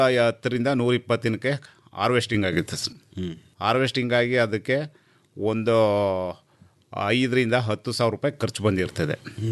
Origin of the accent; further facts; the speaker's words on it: Chilakodi, Karnataka, India; ನಾವು ಚಾಮರಾಜನಗರ ಜಿಲ್ಲೆ ಕೊಳ್ಳೇಗಾಲ ತಾಲೂಕು ಚಿಲಕೋಡಿ ಗ್ರಾಮ